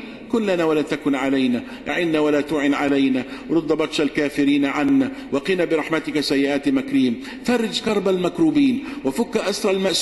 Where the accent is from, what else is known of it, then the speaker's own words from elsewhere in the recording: Egypt; واجعل بلدنا مصر سخاء رخاء